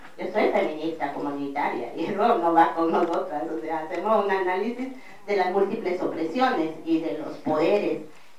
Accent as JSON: {"language": "Spanish", "country": "Guatemala", "said": "yo vengo de Guatemala, que es el territorio que estamos defendiendo"}